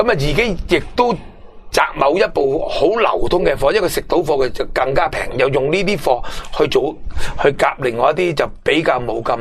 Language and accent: Cantonese; Hong Kong; 佢改变咗我哋香港人未来嘅消费模式，